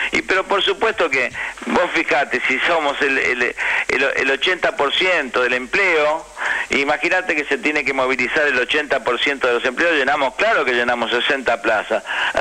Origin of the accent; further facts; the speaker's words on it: Argentina; Porque somos los argentinos los que nos vamos a quedar sin trabajo.